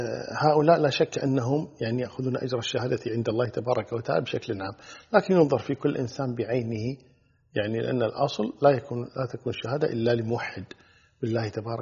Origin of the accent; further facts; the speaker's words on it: Kuwait; مجموعة طيبة مباركة كبيرة جدا عندنا في الكويت